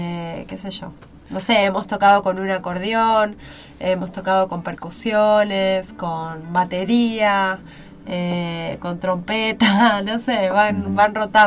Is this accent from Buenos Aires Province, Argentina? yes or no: yes; Mar del Plata, Buenos Aires Province, Argentina; born there; Yo sí, yo nací acá.